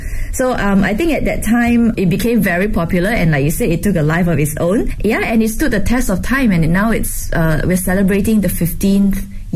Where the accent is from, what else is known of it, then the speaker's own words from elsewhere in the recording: Malaysia; now in Beijing, China; I'm the director of communications at Kerry Hotel Beijing, and I'm from Malaysia, and I've been with Kerry Hotel for the past 6 years.